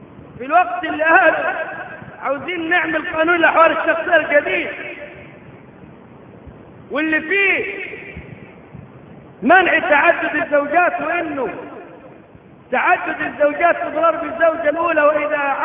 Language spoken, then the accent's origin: Arabic; Egypt; ليس عندنا في مصر